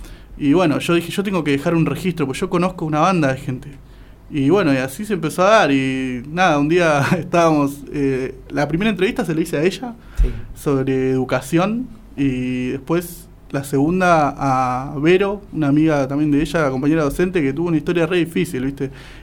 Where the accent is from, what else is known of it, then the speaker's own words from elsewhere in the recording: González Catán, Buenos Aires Province, Argentina; yo soy González Catán, viste. Yo me crié en González Catán